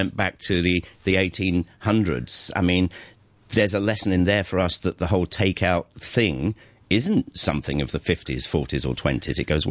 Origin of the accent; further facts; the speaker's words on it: England, United Kingdom; I come from England